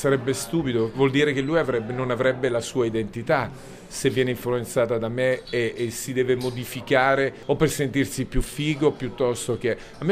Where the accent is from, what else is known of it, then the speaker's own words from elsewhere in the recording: Abruzzo, Italy; perché sono abruzzese e so che bisogna, per imparare bisogna starsi zitti e non lamentarsi